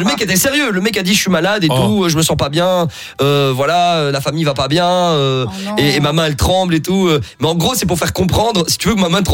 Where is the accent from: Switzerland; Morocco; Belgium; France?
Morocco; oui, je suis marocain, mais je parle pas arabe.